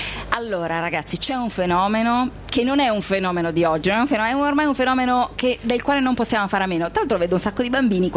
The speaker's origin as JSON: {"language": "Italian", "region": "Lombardy", "country": "Italy", "said": "Vabbè, ragazzi, sono Brianzola, io sono corazzata."}